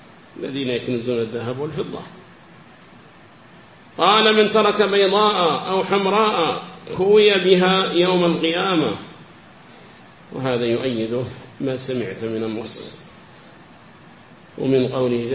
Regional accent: South Yemen, Yemen; فكان إذا كانت هناك عمارة عندنا في اليمن الجنوبي

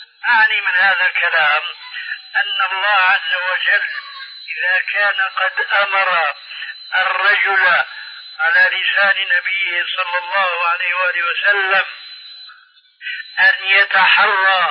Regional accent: Syria; كما يقولون عندنا في سوريا: بالسريج والفتيل.

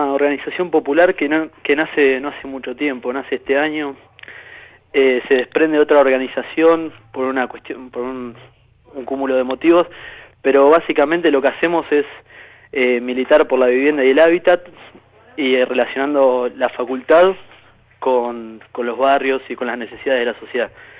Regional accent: Moreno, Buenos Aires Province, Argentina; Pasa que yo conocí a la organización yendo a la facultad y soy de Moreno

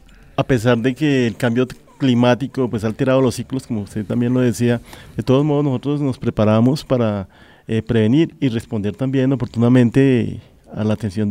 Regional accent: Villavicencio, Meta, Colombia; now in Soacha, Colombia; Soy de Villavicencio.

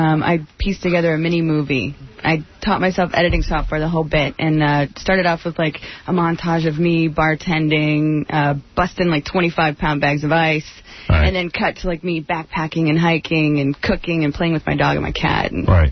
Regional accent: Germany; No, I grew up in Germany. I'm an army brat.

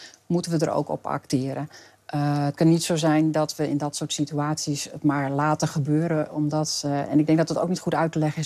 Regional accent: Friesland, Netherlands; Ik kom natuurlijk zelf uit Friesland en ben daar ook geworteld. Ik woon daar ook.

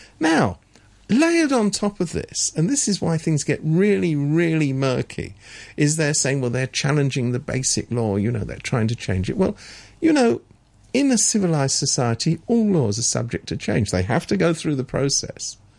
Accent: England, United Kingdom; I'm from England

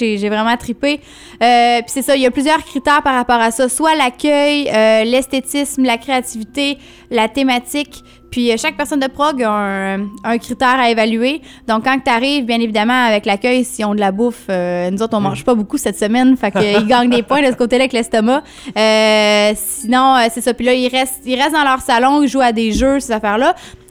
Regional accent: Drummondville, Quebec, Canada; accent: Drummondville; Ça doit être mon accent drôme-de-villois, encore une fois.

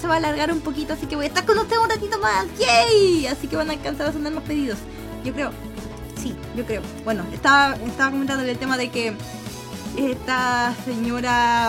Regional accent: Santiago, Santiago Metropolitan Region, Chile; Sí, soy de Chile. Soy chilenita, de hecho soy de la capital de Chile

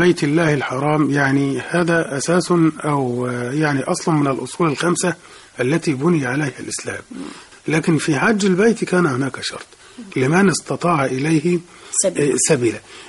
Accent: Egypt; إحنا عندنا كمصريين خاصة عادة نرجو أن نتخلص منه

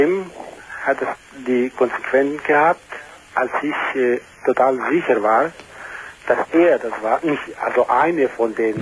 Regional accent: Frankfurt, Hesse, Germany; ich bin Frankfurter, eine griechische Frankfurter bin ich.

